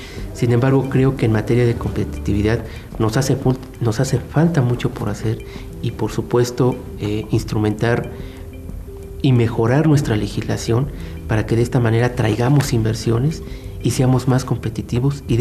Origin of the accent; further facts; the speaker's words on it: Mexico; estamos perdiendo la gran oportunidad como mexicanos de poner una empresa que puede ser de clase mundial